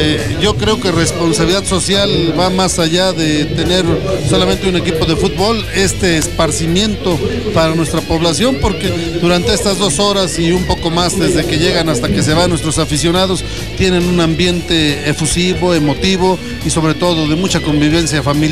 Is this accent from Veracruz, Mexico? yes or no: no; Tulancingo, Hidalgo, Mexico; Somos nativos de Tulancingo, por lo tanto queremos que a la gente de la región se le abran oportunidades